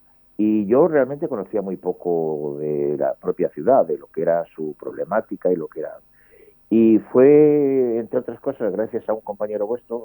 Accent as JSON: {"language": "Spanish", "town": "Madrid", "region": "Community of Madrid", "country": "Spain", "tie": "born there", "said": "mi pueblo de adopción es Talavera de la Reina. Yo soy nacido en Madrid, pero podía haber nacido en cualquier otro sitio"}